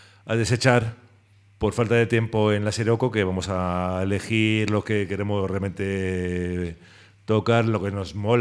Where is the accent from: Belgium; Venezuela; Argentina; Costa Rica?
Belgium; Brussels, Brussels-Capital Region; yo nací en Bruselas, en Bélgica, y mi madre que vino de Málaga y nos crió allí en Bruselas